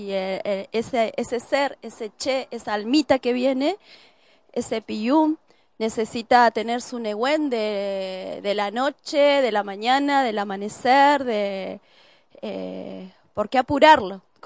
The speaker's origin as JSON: {"language": "Spanish", "town": "Cutral Có", "region": "Neuquén", "country": "Argentina", "tie": "born there", "lives_now": "General Roca, Argentina", "said": "nací en Cutralcó y vivo hace 14 años en Fisquemenuco, que así lo llamamos antiguamente, lo mal llamado General Roca."}